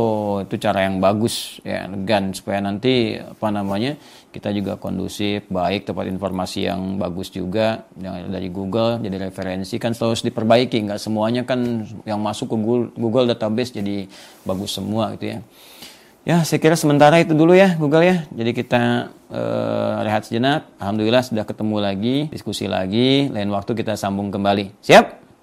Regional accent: Pandeglang, Banten, Indonesia; born there; Ya di Pandeglang itu memang kota kelahiran saya, itu kabupaten ya, bukan provinsi. Jadi provinsinya provinsi Banten

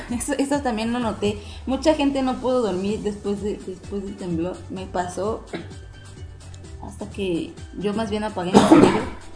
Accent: Mexico; una de las cosas que creo que como mexicanos nos ayuda mucho desde hace muchísimos años es burlarnos de la muerte

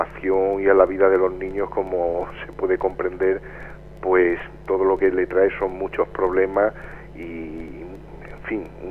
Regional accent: Spain; A nosotros como españoles, bueno, se nos respeta un poco más y demás

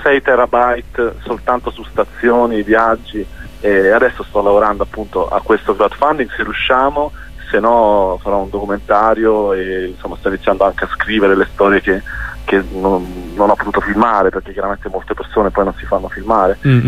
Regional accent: Ancona, Marche, Italy; now in Rome, Italy; io non sono di Roma, sono di Ancona delle Marche e mi ero trasferito in zona Castro Pretorio.

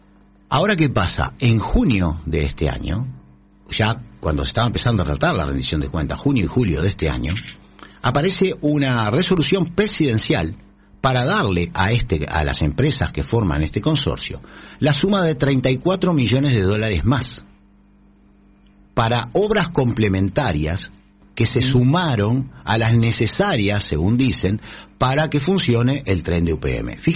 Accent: Uruguay; los que perdemos y pagamos todos somos los uruguayos.

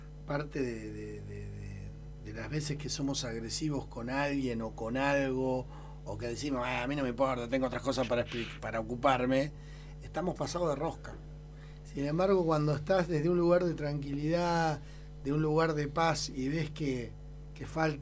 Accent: Argentina; Si somos Argentina, somos un país riquísimo.

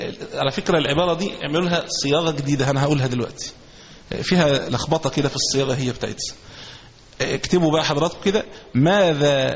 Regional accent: Egypt; ولذلك إحنا كمصريين نسمى، كمسلمين نسمى مسلمين

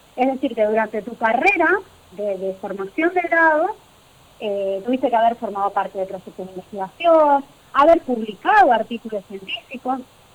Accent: Gálvez, Santa Fe, Argentina; now in Catamarca, Argentina; por eso vivo acá en Catamarca, yo soy de Galvez.

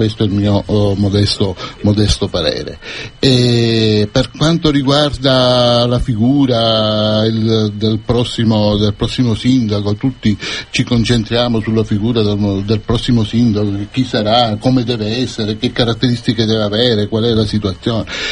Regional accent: Cefalù, Sicily, Italy; Da quell'enorme vantaggio che risiediamo a Cefalù, siamo di Cefalù

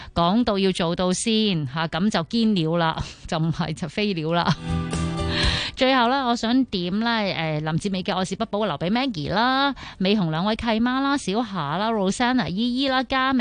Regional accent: Hong Kong; 尤其是我哋香港人啦

